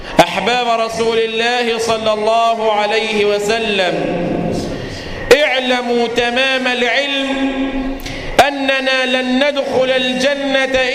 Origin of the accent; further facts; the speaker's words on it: Egypt; اللهم احفظ مصر بلدنا من كل مكروه وسوء